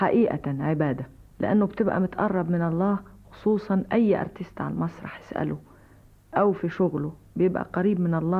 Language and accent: Arabic; Egypt; فدي حاجة فينا في دمنا يعني كمصريين